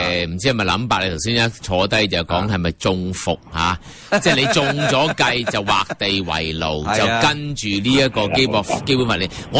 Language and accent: Cantonese; Hong Kong; 即係而家我哋香港人，我哋期望